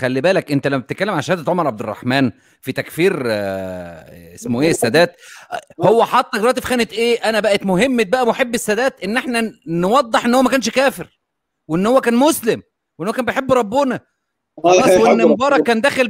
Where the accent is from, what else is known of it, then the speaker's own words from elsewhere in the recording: Egypt; مهمتنا بقى احنا المفروض كمصريين ندافع على الحاكم